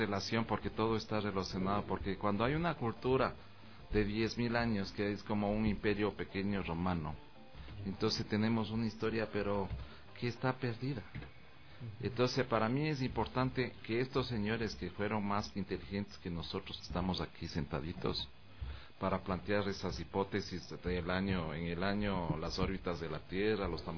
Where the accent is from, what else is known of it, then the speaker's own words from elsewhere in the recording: Calacalí, Pichincha, Ecuador; ahí estoy yo con mi pueblo ahí. Con mi pueblo de Calacalí, incrustado en el centro del mundo